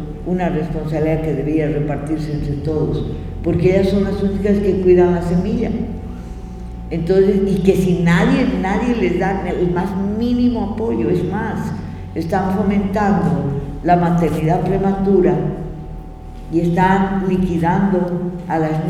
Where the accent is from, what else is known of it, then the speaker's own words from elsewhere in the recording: Bolivia; Porque ya me va a dar vergüenza que soy boliviana.